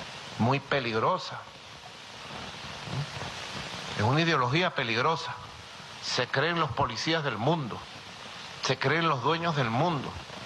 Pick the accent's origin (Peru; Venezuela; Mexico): Venezuela; somos los venezolanos y venezolanas que hemos sido víctimas de su locura